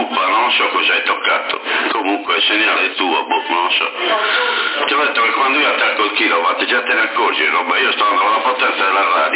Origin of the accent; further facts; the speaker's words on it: Sassari, Sardinia, Italy; siamo di Sassari e siamo i più forti, capito?